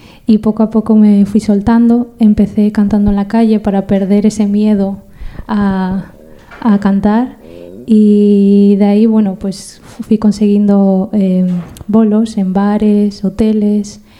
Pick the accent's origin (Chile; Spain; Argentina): Argentina; born there; yo como nací en Argentina y al final mis padres son de allí